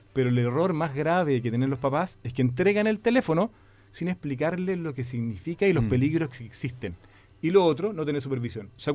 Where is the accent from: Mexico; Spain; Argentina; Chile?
Chile; como buen chileno